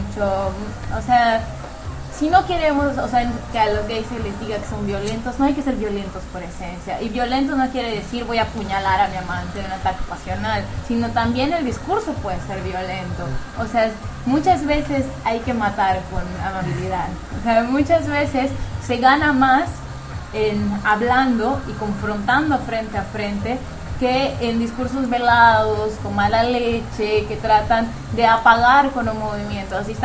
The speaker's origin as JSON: {"language": "Spanish", "region": "Yucatán", "country": "Mexico", "said": "Y eso no nos quita nuestra esencia como ni mexicanos ni como yucatecos, ni niega nuestra perspectiva sexual, exacto. Yo me declaro católica, apostólica, romana, conservadora, moralina y panista"}